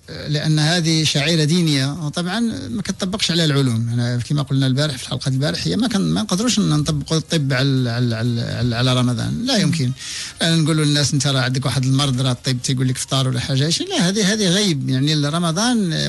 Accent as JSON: {"language": "Arabic", "country": "Morocco", "said": "عندنا في المغرب"}